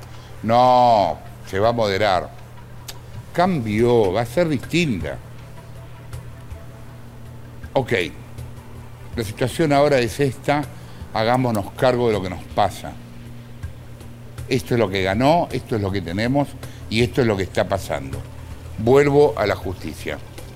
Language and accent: Spanish; Argentina; yo como todo argentino que se precie de tal, estudié Derecho y afortunadamente lo abandoné.